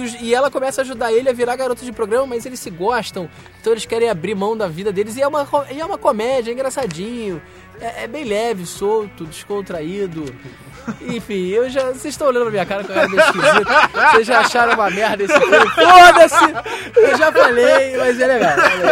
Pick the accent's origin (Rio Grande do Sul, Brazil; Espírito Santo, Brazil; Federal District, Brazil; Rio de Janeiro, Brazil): Rio de Janeiro, Brazil; now in São Paulo, Brazil; Eu sou do Rio